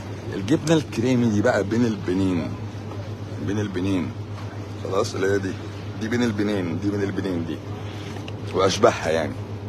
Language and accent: Arabic; Egypt; انا مش عميل انا عادي مصري